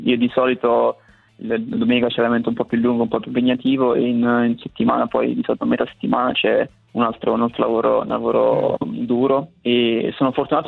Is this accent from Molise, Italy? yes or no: yes; Bojano, Molise, Italy; vado al campo sportivo lì al mio paese a Boiano